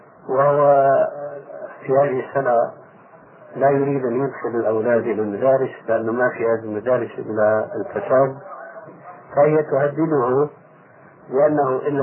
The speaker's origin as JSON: {"language": "Arabic", "country": "Syria", "said": "والعام يقولون عندنا في سوريا الخرف من الفارس"}